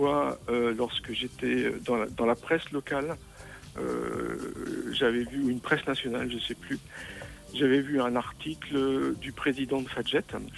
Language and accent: French; Normandy, France; also born or lived in Nancy; je suis originaire de Normandie, et puis j'ai terminé mes études en allant faire une école d'ingénieur à Nancy